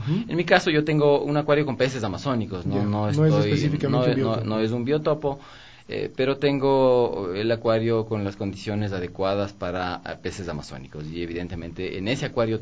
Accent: Quito, Pichincha, Ecuador; lo mío fue hace muchísimos años, creo que como bastantes quiteños.

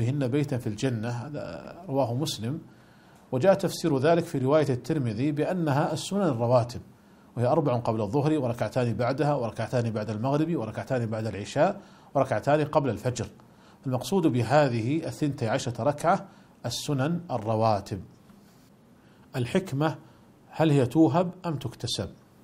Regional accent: Saudi Arabia; ولذلك كانت قديما عندنا في المملكة العربية السعودية ما كانت تسمى صورا

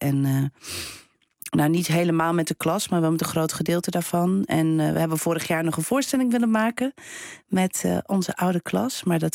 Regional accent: Belgium; now in Netherlands; ik kwam dan uit België

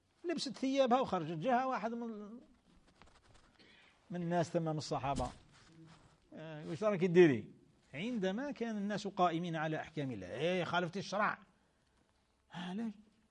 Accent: Algeria; احنا في بلادنا الجزائر، بلاد الخير، بلاد الإسلام

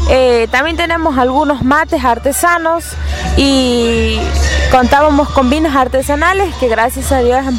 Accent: Santiago del Estero, Argentina; venimos del departamento de Guasayán

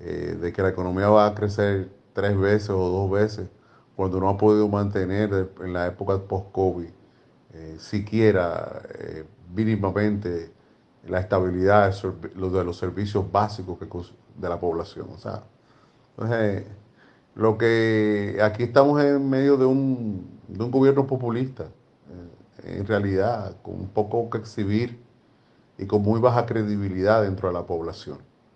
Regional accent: Dominican Republic; al menos en mi país, en República Dominicana

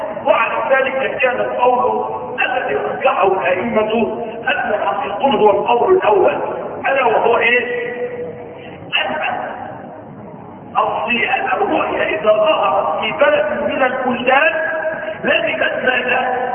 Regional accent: Egypt; وما ظهرش عندنا في مصر، اهل مصر المفروض يتبع ماذا؟

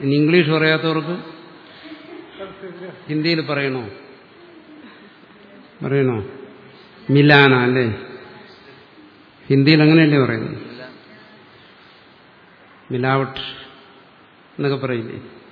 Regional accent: Kerala, India; അത് തന്നെ, ഞാനൊരു ലോക്കൽ മലയാളിയാ.

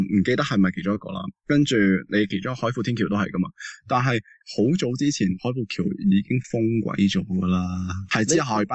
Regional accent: Hong Kong; 既然香港咁乱，作为香港人系有个责任去企出嚟咯。

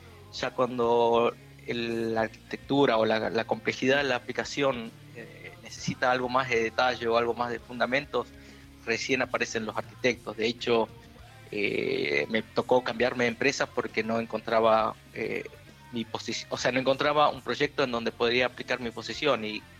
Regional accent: Jujuy, Argentina; now in Buenos Aires, Argentina; Soy de Jujuy, estoy estudiando en... Me fui de Jujuy en el 2002 más o menos

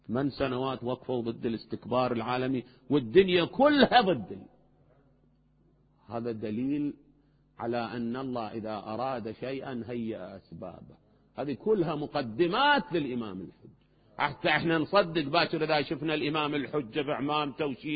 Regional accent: Najaf, Najaf Governorate, Iraq; بينما باب الولاية عندنا بالنجف إجا ما أدري وزير

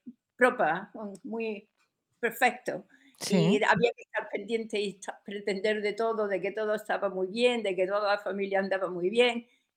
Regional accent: Spain; moved away as an adult; now in London, United Kingdom; yo me vine a Londres también en el 69, y me fui de España porque no aguantaba más todo lo que estaba pasando

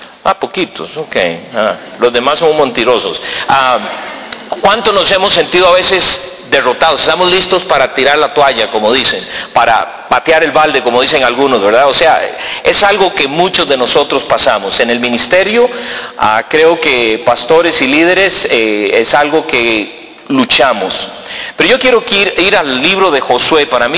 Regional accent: Costa Rica; now in United States; pues soy tico, nací aquí en Tiquicia y más tico que el gallo pinto, como decimos, ¿verdad?

